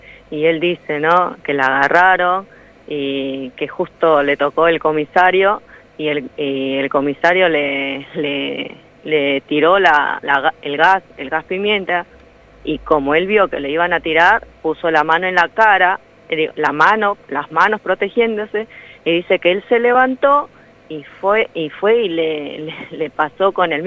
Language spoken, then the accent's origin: Spanish; Peru; now in Argentina; Yo soy peruana, me vine acá muy joven y bueno, como extranjera, como compatriota, es más, a veces me siento más argentina que el presidente. Y como dije, yo tengo mis hijos acá